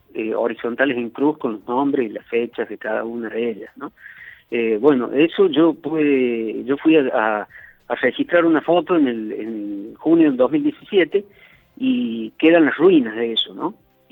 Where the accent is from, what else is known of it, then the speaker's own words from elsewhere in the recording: Córdoba, Argentina; ahí en Cruz del Eje, a pocos kilómetros de donde yo soy oriundo, por otra parte, ¿no? Más allá que en esos años ya hacía tiempo que vivía en Córdoba